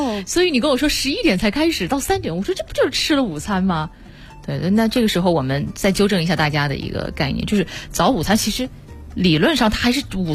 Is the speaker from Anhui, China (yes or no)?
no; Wuhan, Hubei, China; 对，虽然我是武汉人，但我不太喜欢吃热干面。